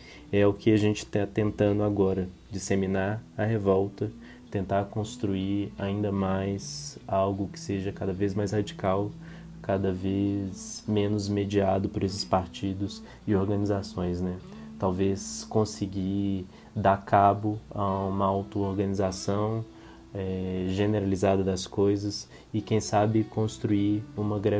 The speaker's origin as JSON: {"language": "Portuguese", "town": "Belo Horizonte", "region": "Minas Gerais", "country": "Brazil", "said": "Eu sou de Belo Horizonte, participo da Casa Invisível e da Frente Antifascista de Belo Horizonte."}